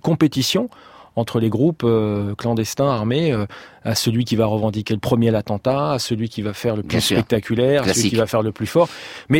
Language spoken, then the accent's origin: French; France; moi, je suis né en 66, je suis français, mes parents sont français.